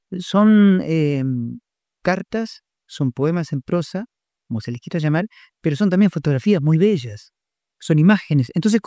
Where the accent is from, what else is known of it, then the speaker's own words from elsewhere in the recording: Durazno, Uruguay; Acá en Durazno, que es mi pueblo